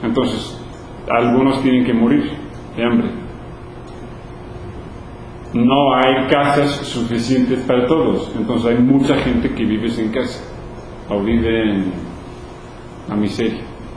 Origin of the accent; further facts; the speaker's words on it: Louisiana, United States; Y otros países o estados donde yo crecí en Luisiana, ganan una miseria.